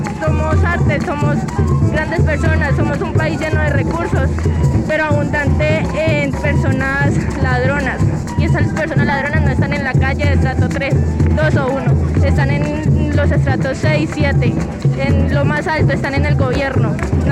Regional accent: Villavicencio, Meta, Colombia; soy de Villavicencio, Meta, Colombia.

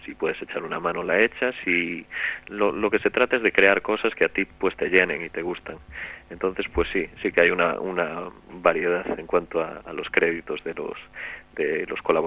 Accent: Galicia, Spain; yo soy gallego y entonces pues me es mucho más cercano

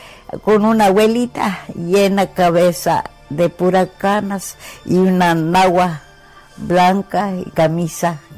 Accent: Zacatipa, Hidalgo, Mexico; born there; Yo nací en Zacatipa, Huautla, Hidalgo.

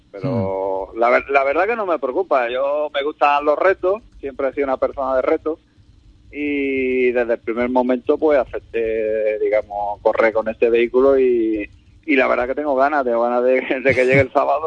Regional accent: Ubrique, Andalusia, Spain; Sabemos que soy copiloto y aquí corro por disfrutar y por estar con mi gente, mi pueblo y que es lo que nos gusta, digamos, a los competidores de aquí de Ubrique.

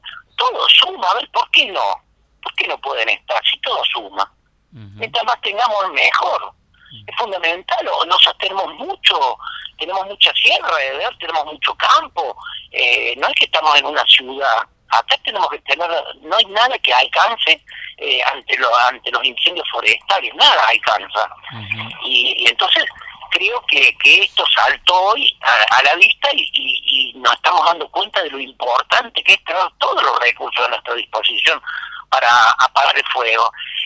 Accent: Villa Allende, Córdoba, Argentina; Los que somos nacidos en Villa Allende, yo me acuerdo que pescamos mojarrita en el arroyo este

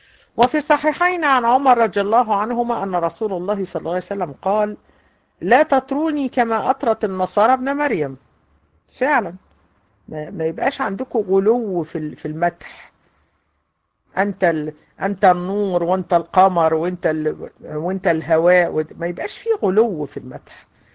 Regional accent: Egypt; احنا عندنا في مصر تلاقي القبور

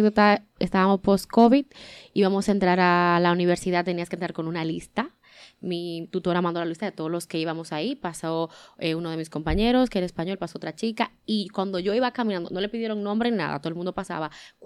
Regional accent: Dominican Republic; ¿y tú de dónde eres? Y yo, bueno, le digo, soy dominicana

